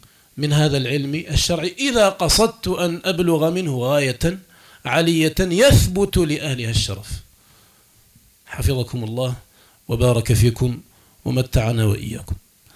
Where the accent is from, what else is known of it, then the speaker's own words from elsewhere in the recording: Algeria; حياتنا اليوم في بلادنا الجزائر المحروسة بالله